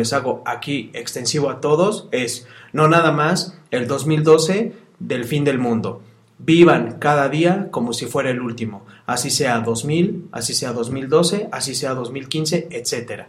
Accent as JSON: {"language": "Spanish", "country": "Mexico", "said": "estamos muy contentos en nombre del pueblo de México de que tenemos muy buenos peleadores"}